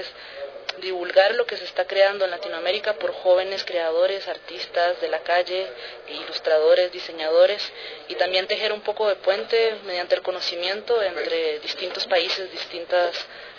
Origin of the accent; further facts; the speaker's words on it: Costa Rica; now in Quito, Ecuador; incluyéndome a mí aquí en Quito, aunque soy de Costa Rica.